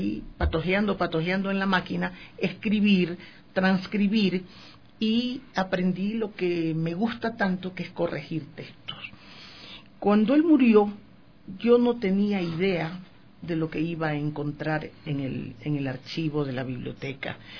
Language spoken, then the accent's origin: Spanish; Quito, Pichincha, Ecuador; Yo soy quiteña, yo nací aquí, pero las circunstancias mías, mi madre ibarreña, mi padre pueblovejense y yo nacida en Quito, me hacen sentir que soy amarillo, azul y rojo.